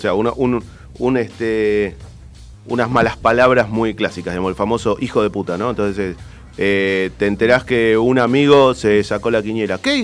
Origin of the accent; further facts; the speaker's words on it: Argentina; somos argentinos y a mucha honra.